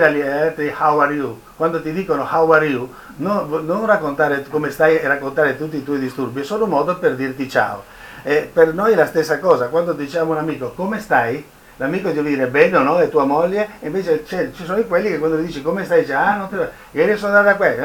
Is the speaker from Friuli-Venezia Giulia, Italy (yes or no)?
yes; Trieste, Friuli-Venezia Giulia, Italy; Uno degli autori di questo io, Triestino Doc